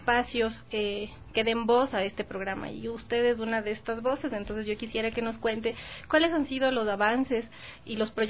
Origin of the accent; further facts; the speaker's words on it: Quito, Pichincha, Ecuador; yo como quiteña